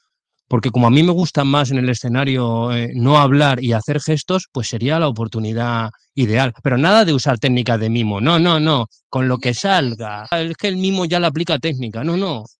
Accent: Leganés, Community of Madrid, Spain; nacer en Carabanchel, que está al lado, en el hospital militar. No, en Carabanchel Bajo, en el hospital militar nací. Y de ahí me llevaron a Leganés, entonces sí soy pepinero, o sea, no soy madrileño.

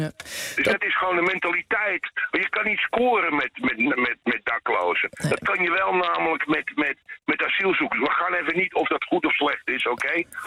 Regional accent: Netherlands; Ik bedoel, als Nederlander, daklozen ben je gewoon een stuk stront.

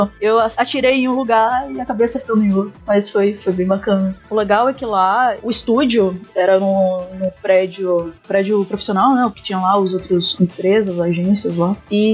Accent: Salvador, Bahia, Brazil; moved away as an adult; Eu sou de Salvador. Eu me mudei de lá há uns 4 anos.

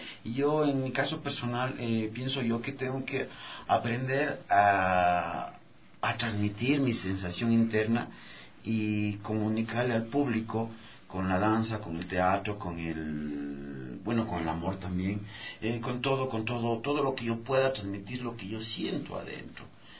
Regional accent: Ecuador; Yo soy un longo ecuatoriano.

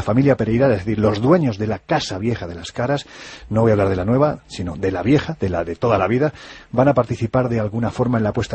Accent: Jaén, Andalusia, Spain; como yo soy de Jaén lo puedo decir

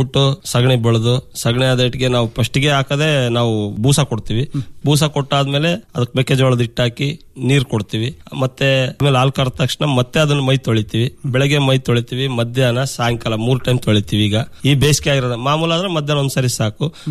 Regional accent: Konsagara, Karnataka, India; ಕೋನ್ಸಾಗರದಲ್ಲೇ ಇದೆ ಡೈರಿ, ನಮ್ಮೂರಲ್ಲೇ ಐತೆ.

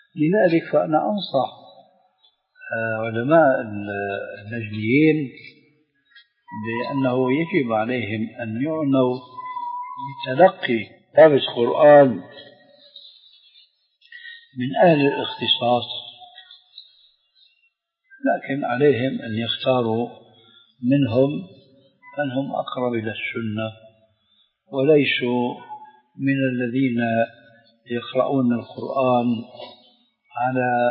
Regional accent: Syria

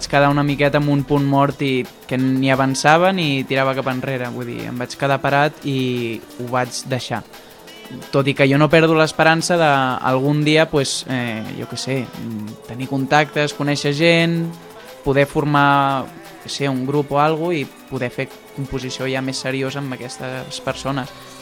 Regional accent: Mataró, Catalonia, Spain; now in Molins de Rei, Spain; Visc en Molins de Rei actualment pels estudis, però sóc de Mataró.

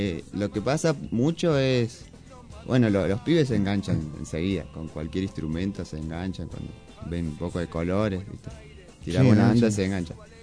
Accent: Buenos Aires, Argentina; born there; now in Moreno, Argentina; Soy nacido en Buenos Aires.

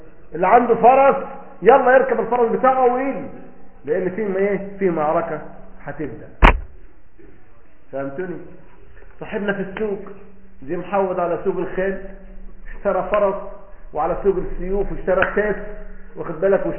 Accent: Egypt; هذا مثلا عندنا في مصر

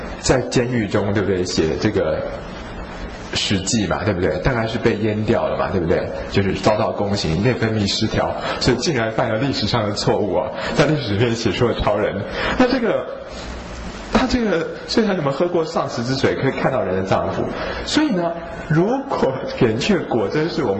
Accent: Taiwan; 我们台湾人的肉都松松的，对不对？

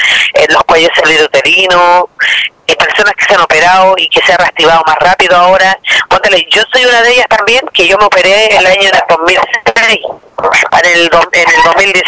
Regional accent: Quintero, Valparaíso, Chile; yo soy nacida y criada acá en Quintero, 35 años, y mis hijos igual.

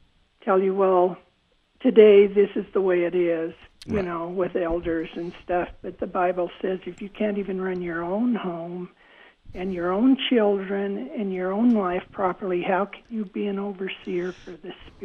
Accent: Emmett, Idaho, United States; born there; I love Idaho. I was born in Emmett.

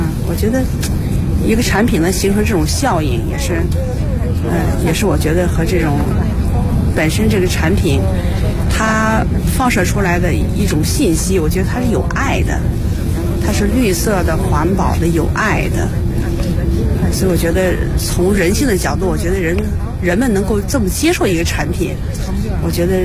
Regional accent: China; 因为我是个中国人

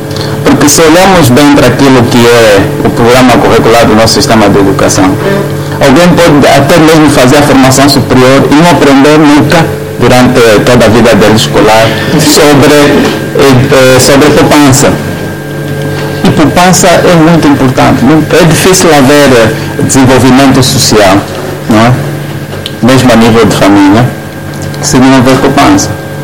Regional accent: Angola; Porque não há cultura de poupança em Angola, isso não faz parte da nossa cultura enquanto angolano.

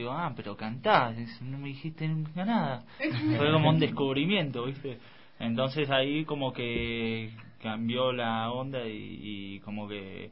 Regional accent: Buenos Aires, Argentina; De la capital.

